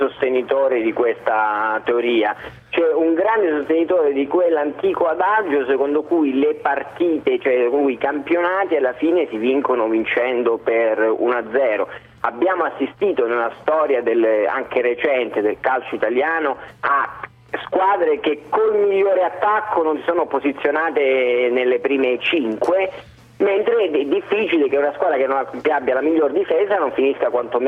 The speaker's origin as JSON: {"language": "Italian", "region": "Calabria", "country": "Italy", "lives_now": "Rome, Italy", "said": "abito a Roma, ma sono calabrese"}